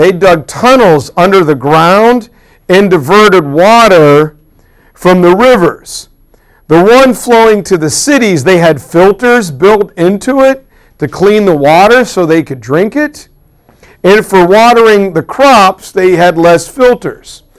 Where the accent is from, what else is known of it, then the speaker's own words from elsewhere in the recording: Midwest, United States; Oh, I'm a Midwesterner.